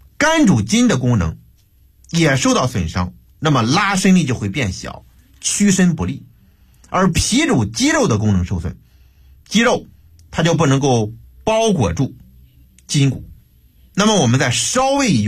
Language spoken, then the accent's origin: Chinese; Beijing, China; 我们北京人呢还喜欢吃这个羊蝎子